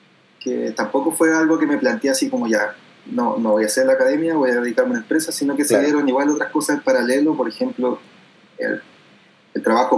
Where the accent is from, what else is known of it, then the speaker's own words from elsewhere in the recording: Los Ángeles, Biobío, Chile; soy de Los Ángeles, nacido y criado en Los Ángeles.